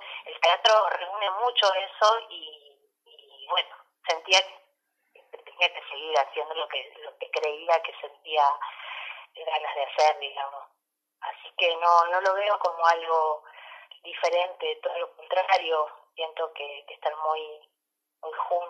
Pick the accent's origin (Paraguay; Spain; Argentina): Argentina; La Paz; yo de chiquita acá viviendo en La Paz, porque yo soy oriunda de acá de La Paz